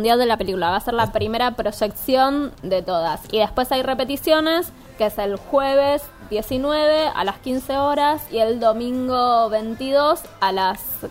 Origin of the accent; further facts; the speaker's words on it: Avellaneda, Buenos Aires Province, Argentina; Soy de Avellaneda, no soy porteña.